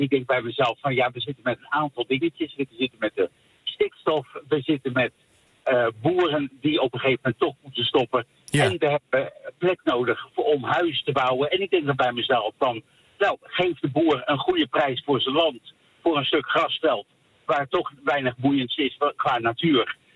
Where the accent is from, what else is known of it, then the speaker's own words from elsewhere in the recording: Bergen op Zoom, North Brabant, Netherlands; Bergen op Zoom.